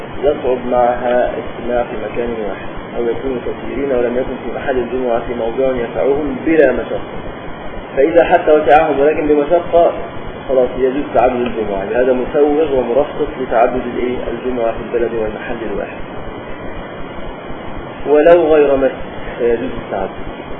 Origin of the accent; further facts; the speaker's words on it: Upper Egypt, Egypt; كان يحصل عندنا في الصعيد